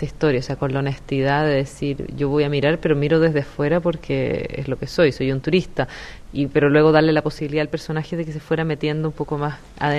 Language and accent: Spanish; Santiago, Santiago Metropolitan Region, Chile; yo vivo en la ciudad, soy de Santiago